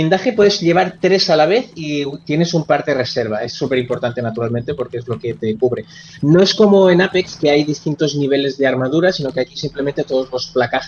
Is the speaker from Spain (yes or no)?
yes; Spain; como periodistas españoles tenemos la opción de hablar